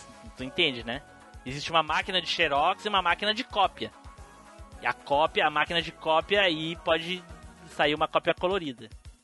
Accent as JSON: {"language": "Portuguese", "region": "Rio de Janeiro", "country": "Brazil", "said": "É, eu sou do Rio."}